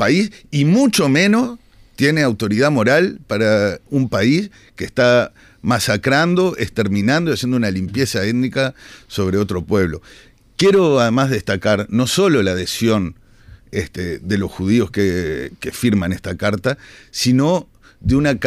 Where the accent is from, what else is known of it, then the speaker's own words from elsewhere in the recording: Uruguay; Nosotros somos ciudadanos uruguayos